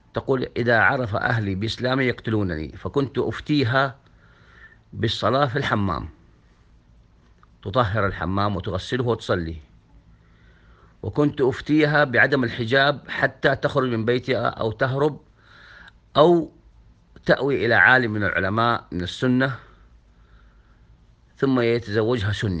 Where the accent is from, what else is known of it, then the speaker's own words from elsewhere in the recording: Saudi Arabia; خاصة نحن المقتدرين من السعودية